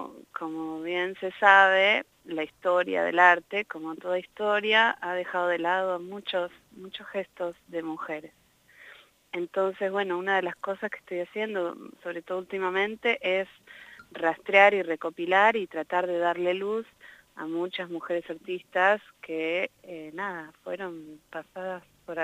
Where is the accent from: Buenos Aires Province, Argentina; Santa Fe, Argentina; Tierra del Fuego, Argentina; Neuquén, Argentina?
Neuquén, Argentina; Yo no había venido a La Pampa antes, yo soy neuquina, pero no había pasado por aquí.